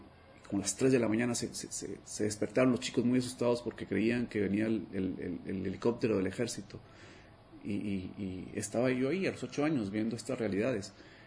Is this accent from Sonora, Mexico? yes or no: no; Monterrey, Nuevo León, Mexico; Tengo varias patrias, pero soy de Monterrey.